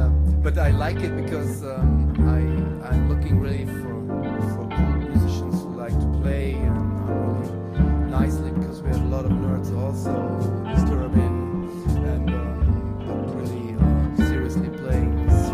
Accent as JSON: {"language": "English", "town": "Frankfurt", "region": "Hesse", "country": "Germany", "second_language": "English", "said": "so I'm from Germany, by the way, Frankfurt"}